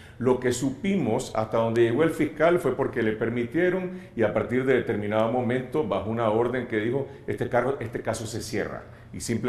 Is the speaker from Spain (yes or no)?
no; Nicaragua; Para mí, como nicaragüense, la gran pregunta es la siguiente.